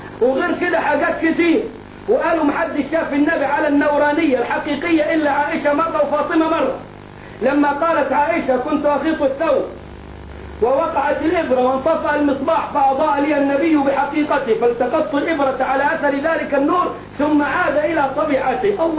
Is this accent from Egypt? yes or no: yes; Egypt; ولا زي الراجل عندنا في مصر يقول لك